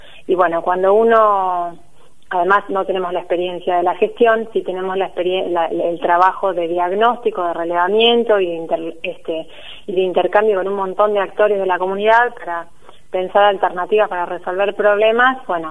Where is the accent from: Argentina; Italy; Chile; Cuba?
Argentina; Tandil, Buenos Aires Province; moved away as an adult; also born or lived in La Plata; soy de acá de Tandil, viví hasta los 18, como fui a estudiar a La Plata, y allí estuve hasta el año 2012, ¿sí? Que me volví.